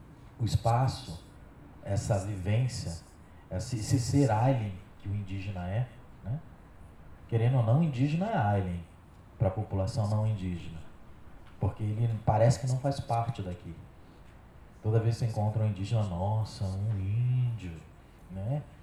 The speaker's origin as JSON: {"language": "Portuguese", "region": "Rio de Janeiro", "country": "Brazil", "tie": "born or raised there", "also_born_or_lived": "São Paulo", "said": "Eu fui feito na Bahia, nasci em São Paulo, voltei para a aldeia e a adolescência me criei aqui no Rio de Janeiro."}